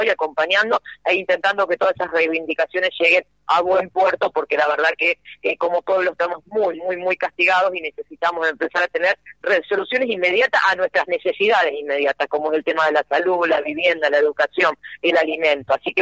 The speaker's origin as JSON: {"language": "Spanish", "country": "Argentina", "said": "porque no es una práctica aquí de mi terruño, si se quiere, de estas provincias"}